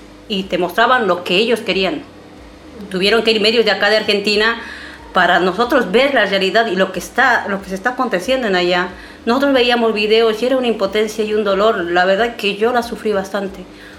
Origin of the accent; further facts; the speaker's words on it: La Paz, Bolivia; Yo soy de La Paz, soy muy alteña